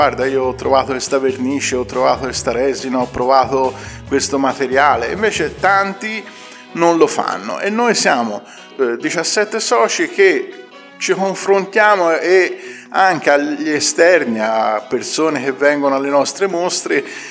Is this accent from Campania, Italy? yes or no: no; Ambra, Tuscany, Italy; noi che siamo di Ambra